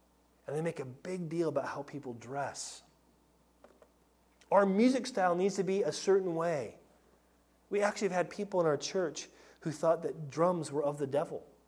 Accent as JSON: {"language": "English", "country": "United States", "said": "I mean, I'm American for crying out loud, and I am culturally American."}